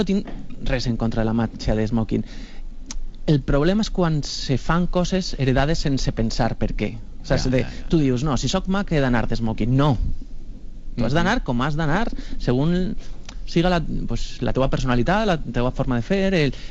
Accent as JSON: {"language": "Catalan", "town": "Picassent", "region": "Valencian Community", "country": "Spain", "said": "que jo tindré contactes perquè sóc de Picassent."}